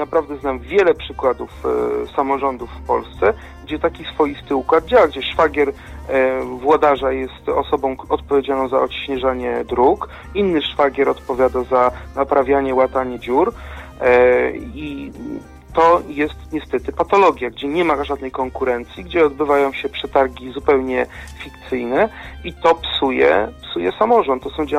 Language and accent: Polish; Kutno, Łódź Voivodeship, Poland; Ja sam pochodzę z miasta Kutna